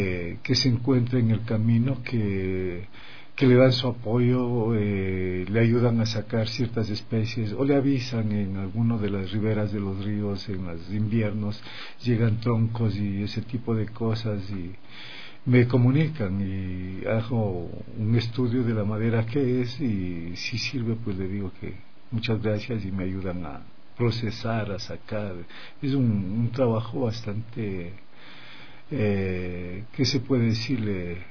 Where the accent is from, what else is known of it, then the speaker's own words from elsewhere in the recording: Mejía, Pichincha, Ecuador; Justamente soy nativo de Mejía. … … Vengo de un pueblo pequeño, de un anejo